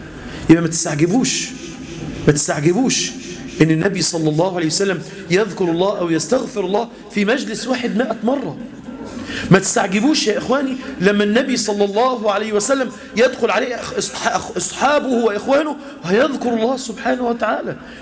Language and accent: Arabic; Egypt; يعني احنا عندنا في مصر 50-60 سنة